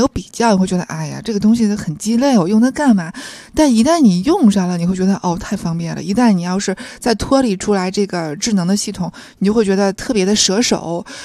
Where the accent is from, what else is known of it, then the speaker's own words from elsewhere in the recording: Tianjin, China; 因为我天津人嘛